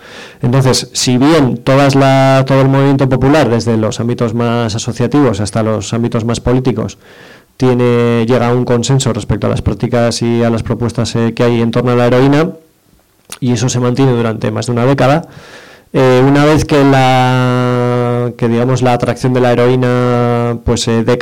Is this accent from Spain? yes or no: yes; Basque Country, Spain; Como vengo a hablar de Euskal Herria, pues hablo de lo mío.